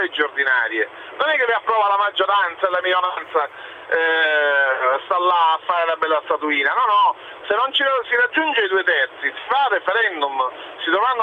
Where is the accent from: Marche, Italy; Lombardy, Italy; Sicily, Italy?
Sicily, Italy; io sono siciliano